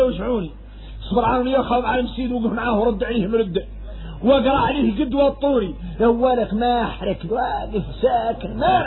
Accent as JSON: {"language": "Arabic", "country": "Mauritania", "said": "وإحنا موريتاني فاصلين في حد يطول"}